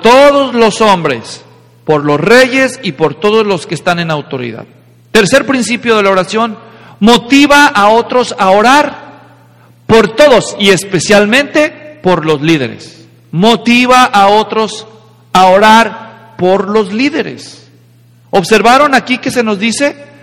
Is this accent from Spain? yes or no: no; Mexico; ¿Saben, hermanos? Yo soy mexicano.